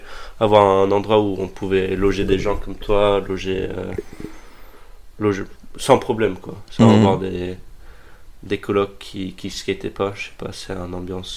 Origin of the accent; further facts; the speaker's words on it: California, United States; also born or lived in France; Moi, j'ai grandi en Californie, mes deux parents sont français.